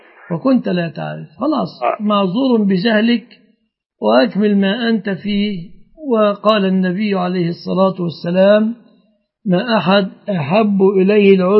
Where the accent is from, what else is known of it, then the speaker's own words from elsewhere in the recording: Egypt; فليس في بلادنا مصر مثل هذا الحمد لله الآن.